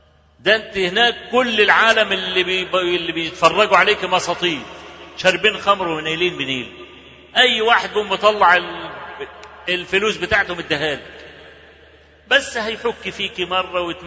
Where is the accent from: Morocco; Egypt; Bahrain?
Egypt; عندنا في مصر